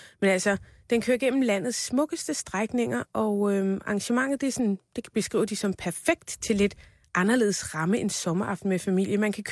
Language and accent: Danish; Farum, Capital Region of Denmark, Denmark; mit gamle barndomshjem i Farum er til salg